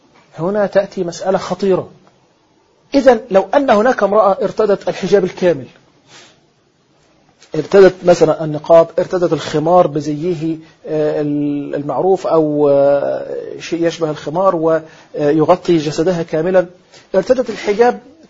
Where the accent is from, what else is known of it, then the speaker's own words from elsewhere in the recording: Egypt; وتستنكر في بعض الأماكن عندنا في مصر مثلا في بعض القرى أو في الصعيد